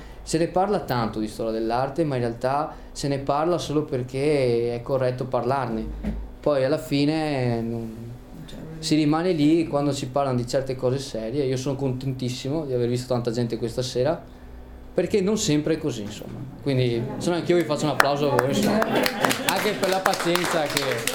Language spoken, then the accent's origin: Italian; Venice, Veneto, Italy; E se io vi dico che sono di Venezia e ho iniziato a fare questa conferenza